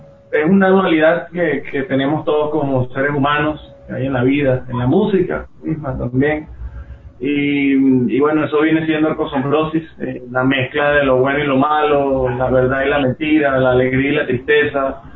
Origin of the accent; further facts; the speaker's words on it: Maracay, Aragua, Venezuela; now in Ecuador; somos de Maracay, Venezuela. Siempre se confunden y nos dicen de Maracaibo, pero son ciudades diferentes. Maracaibo es frontera con Colombia y ya Maracay es centro norte del país, muy cerca del Mar Caribe.